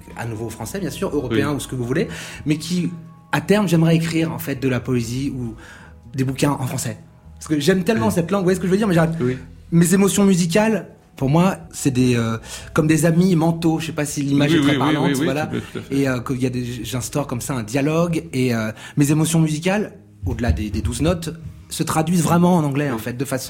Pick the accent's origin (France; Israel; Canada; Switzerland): France; Donc je suis français, né en France.